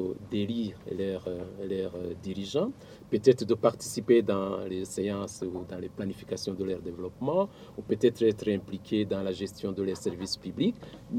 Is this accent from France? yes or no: no; Burundi; Mais nous sommes tous des Burundais.